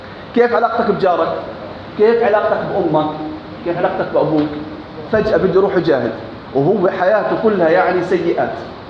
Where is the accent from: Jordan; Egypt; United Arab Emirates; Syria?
Jordan; أنا أردني